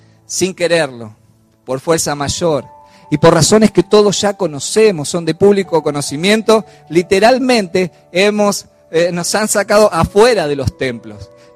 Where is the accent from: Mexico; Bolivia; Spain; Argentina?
Argentina; no sé si como latinos o como argentinos que somos